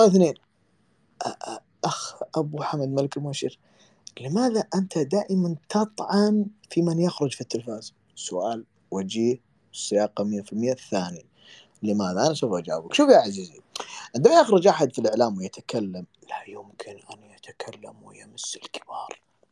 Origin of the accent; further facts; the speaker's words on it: Kuwait; عندنا في الكويت بالحضري بالبدوي، جميع اللهجات انشرح